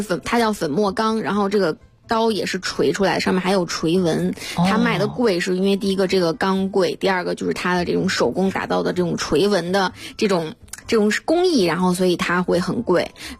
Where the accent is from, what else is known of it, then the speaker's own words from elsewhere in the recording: China; 我们中国人会说好钢用在刀刃上